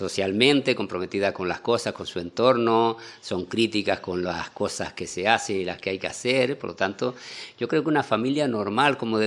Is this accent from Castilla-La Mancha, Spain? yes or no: no; La Palma, Canary Islands, Spain; born there; yo nací en La Palma. Mi padre era de La Palma, mi madre era de Lanzarote.